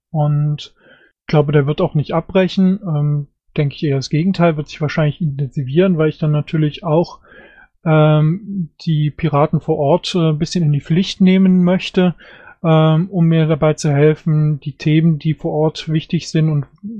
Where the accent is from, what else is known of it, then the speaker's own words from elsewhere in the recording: Germany; Ich finde, dass wir als Deutsche eine besondere Verpflichtung haben, die Beziehung innerhalb Europas zu festigen und auch nach außen.